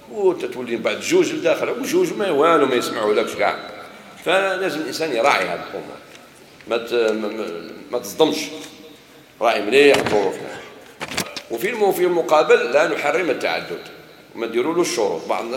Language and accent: Arabic; Algeria; لا، احنا جزائري في الوطن والدين